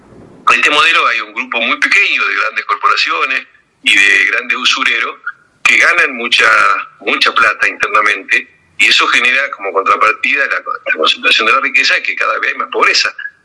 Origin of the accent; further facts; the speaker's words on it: Argentina; en un país como la Argentina, que tiene la riqueza que tiene y que somos tan pocos